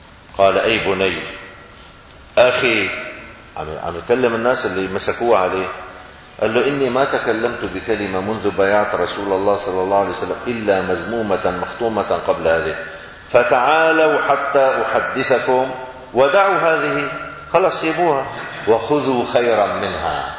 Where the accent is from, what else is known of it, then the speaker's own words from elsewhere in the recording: Syria; moved away; يعني انا خرجت من سوريا عام 1980 ميلادي، عام 1400 هجري، كان ما بنعرف شيء اسمه مانجا بسوريا